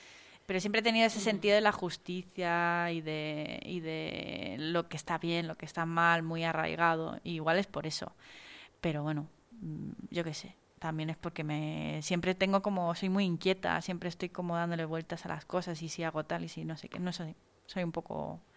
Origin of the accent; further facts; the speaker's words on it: Spain; siempre he vivido en España, pero he tenido mucha relación con Chile